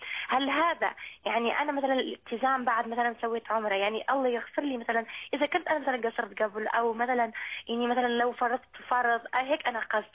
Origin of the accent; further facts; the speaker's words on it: Tunisia; انا مثلا تونسيه فزوجي اماراتي